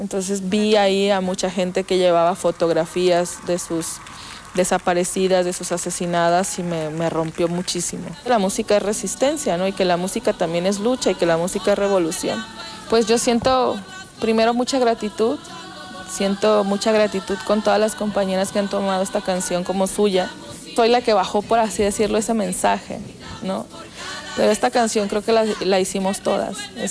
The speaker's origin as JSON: {"language": "Spanish", "region": "Coahuila", "country": "Mexico", "said": "Yo soy una mujer mexicana, soy coahuilense"}